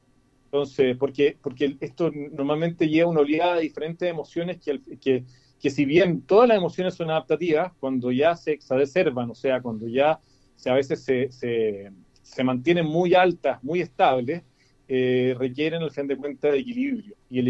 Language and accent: Spanish; Chile; nosotros somos los chilenos con la emoción a flor de piel.